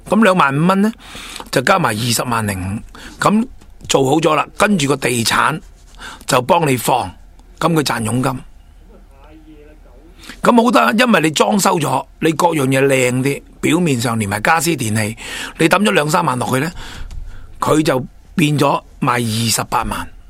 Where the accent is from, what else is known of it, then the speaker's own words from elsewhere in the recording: Hong Kong; 大陆好多咧，我哋香港人唔明白嘅操作，我哋唔知道